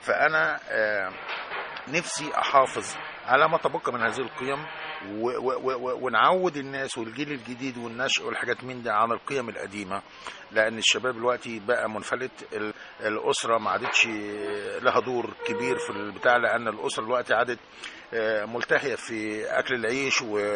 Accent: Egypt; أنا عشت طفولتي كلها في الريف المصري، الريف الجميل

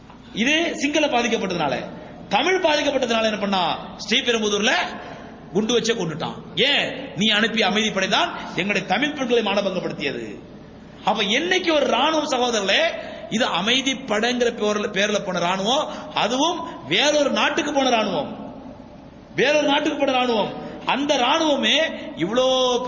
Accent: Tamil Nadu, India; நான் இந்தியா. இந்தியால எங்க? நான் சொன்னேன் சவுத் இந்தியா. சவுத் இந்தியால எங்க? தமிழ்நாடு.

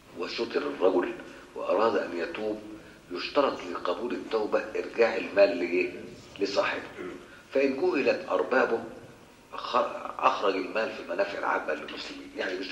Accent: Egypt; احنا عندنا في مصر ما فيش الكلام ده

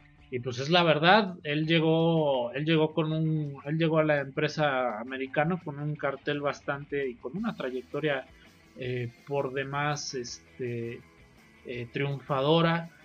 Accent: Mexico; para nosotros como mexicanos

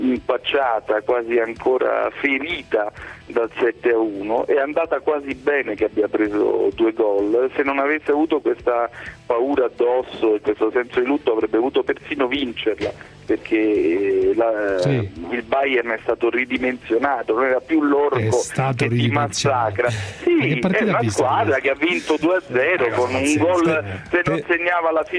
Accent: Rome, Lazio, Italy; ma sono cresciuto a Roma tifando la Roma

